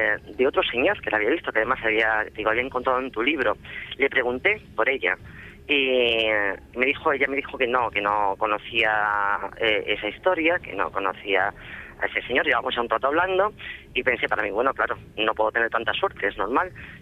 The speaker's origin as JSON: {"language": "Spanish", "region": "Extremadura", "country": "Spain", "said": "soy extremeña, adoro mi tierra, es una tierra muy rica, como tú sabes, en tradiciones"}